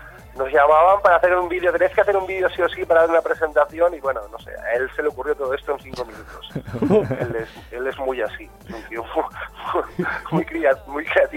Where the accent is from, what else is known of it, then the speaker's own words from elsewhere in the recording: Valencia, Valencian Community, Spain; mi adolescencia, sobre todo en Valencia, está muy marcada por la música Bacalao.